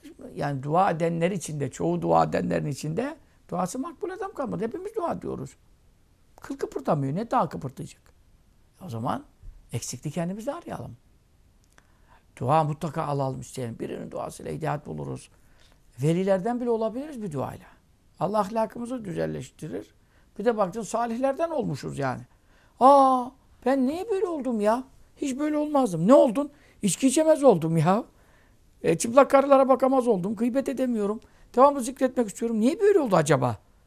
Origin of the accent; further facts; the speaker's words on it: Ismailia, Ismailia Governorate, Egypt; İsmaila'da doğduk büyüdük 6-7 yaşından beri.